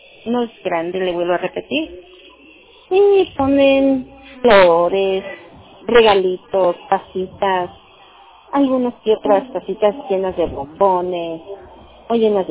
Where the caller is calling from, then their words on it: Huajuapan de León, Oaxaca, Mexico; Estoy hablando a Huajuapan de León, Oaxaca.